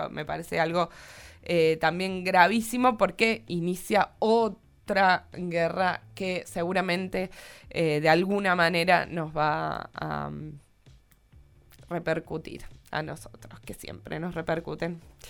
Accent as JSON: {"language": "Spanish", "region": "Córdoba", "country": "Argentina", "said": "yo soy muy cordobesa, entonces no sé cuáles son las calles y demás"}